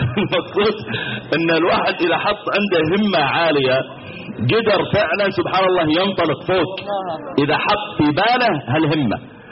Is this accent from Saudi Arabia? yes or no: yes; Mecca, Makkah Province, Saudi Arabia; تذكرت مرة عندنا في مكة